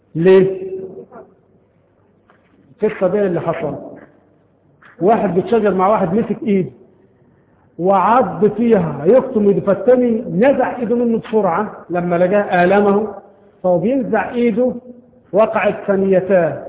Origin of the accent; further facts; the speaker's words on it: Egypt; طبعا عندنا في مصر هذا القانون غير مطبق شرعا